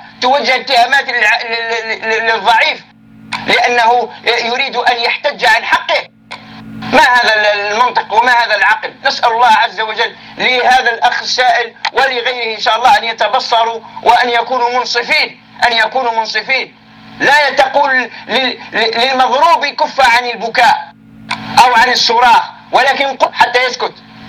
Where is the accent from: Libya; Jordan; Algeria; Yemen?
Algeria; نحن شعب جزائري مسلم.